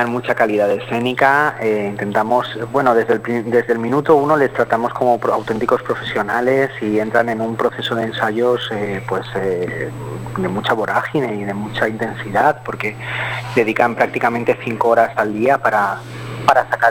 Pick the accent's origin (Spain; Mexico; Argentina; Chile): Spain; Valencian Community; nosotros como valencianos tenemos dos lenguas, el valenciano y el castellano